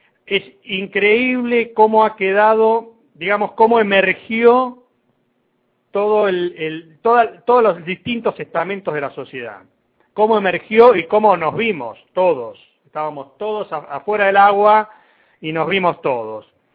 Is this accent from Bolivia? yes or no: no; Argentina; Romper con el estigma de que porque somos argentinos no podemos hacer nada es una tarea pendiente desde hace muchísimos años.